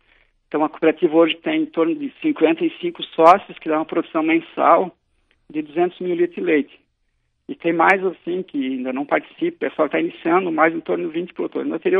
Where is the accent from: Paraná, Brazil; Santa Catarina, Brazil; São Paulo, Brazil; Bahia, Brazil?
Santa Catarina, Brazil; Ituporanga; como eu vim de outra região, eu vim de Tuporanga, né? Que lá a gente era pequeno, já via, né, a atividade, né? A região de Alemães, que era típica deles